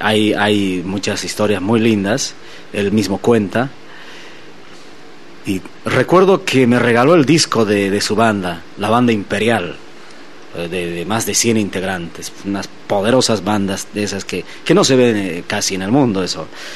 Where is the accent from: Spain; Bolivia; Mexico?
Bolivia; Sucre, Chuquisaca; yo soy de Sucre, de la capital de la República.